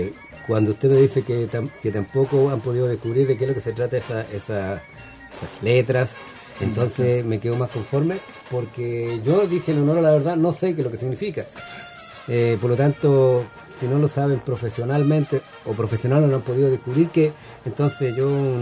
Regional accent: Chile; como chilenos estamos viviendo más

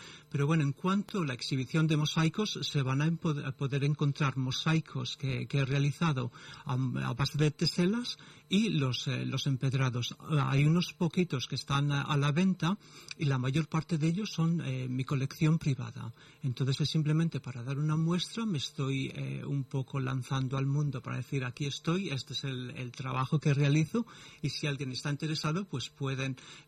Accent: Spain; now in United Kingdom; Sí, yo es que me fui muy pronto de España, me fui para el Reino Unido y allí tuve oportunidad pues de conocer bastantes mosaístas y también de viajar un poco.

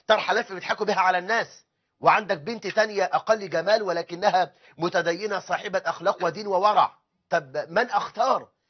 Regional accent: Egypt; ما احنا عندنا في مصر 9 مليون امرأة مطلقة

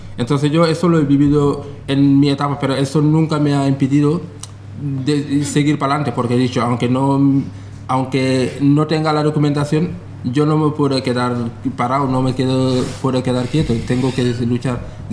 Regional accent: Senegal; now in Spain; soy de Senegal, que llevo en España ahora, este año van a ser 13 años desde que estoy aquí.

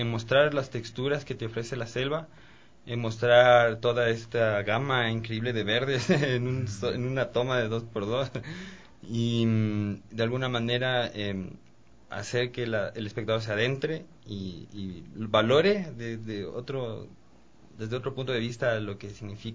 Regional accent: Ecuador; la responsabilidad que tenemos nosotros como ecuatorianos de preservarla.

